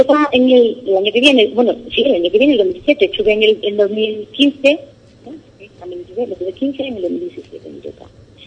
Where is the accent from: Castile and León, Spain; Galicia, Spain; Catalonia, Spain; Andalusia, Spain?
Andalusia, Spain; Ubrique; now in Kenya; mi experiencia aquí en Kenia, gracias a mi pueblo, a Ubrique